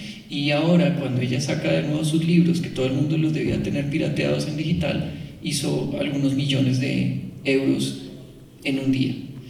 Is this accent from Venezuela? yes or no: no; Colombia; Y crecimos como colombianos creyendo que eso era el gran patrimonio nuestro.